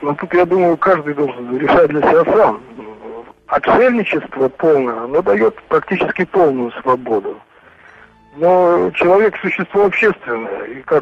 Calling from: Germany; Да, я звоню вам из Германии.

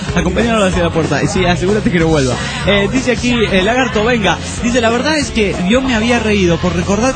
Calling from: Calchaquí, Santa Fe, Argentina; … desde Calchaquí, República Argentina.

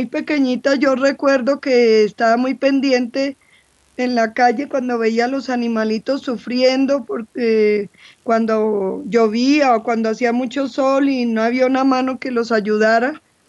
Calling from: Mexico; de México.

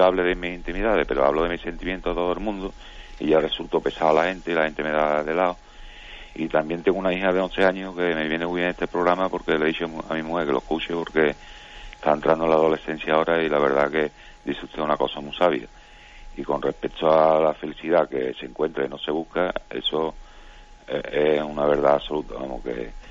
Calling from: Seville, Andalusia, Spain; de Sevilla.

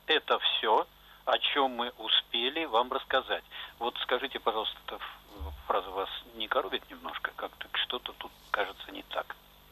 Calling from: Saint Petersburg, Russia; я из Питера.

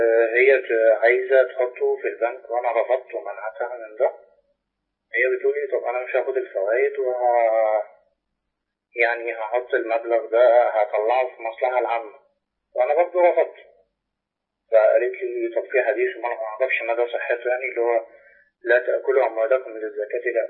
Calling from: Tabuk, Tabuk Province, Saudi Arabia; أنا بكلم حضرتك من تبوك السعودية.

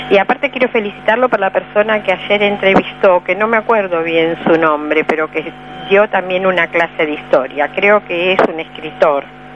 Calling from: Caballito, Buenos Aires, Argentina; de Caballito.

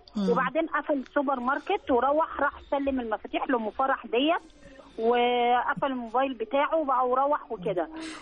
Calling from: Cairo, Cairo Governorate, Egypt; من القاهرة.

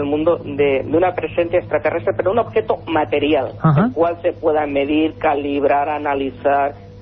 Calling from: Valencia, Valencian Community, Spain; pero de Valencia.

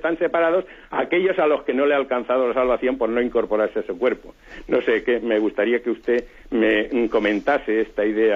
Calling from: Seville, Andalusia, Spain; de Sevilla.

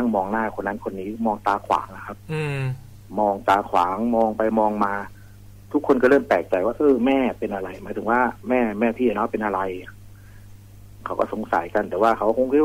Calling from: Nakhon Ratchasima, Thailand; โคราชครับ

